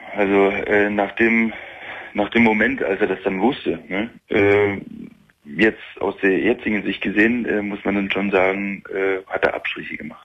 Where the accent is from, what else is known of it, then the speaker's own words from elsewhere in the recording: East Germany, Germany; Na gut, wir sind im Osten groß geworden